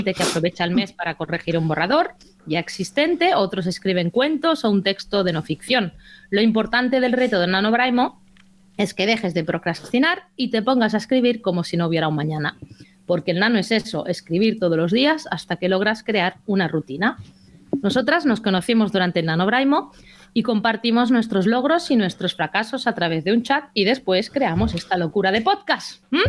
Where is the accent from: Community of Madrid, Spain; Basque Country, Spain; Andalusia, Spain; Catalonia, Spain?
Catalonia, Spain; Mataró; accent: Mataró; con mi acento de Mataró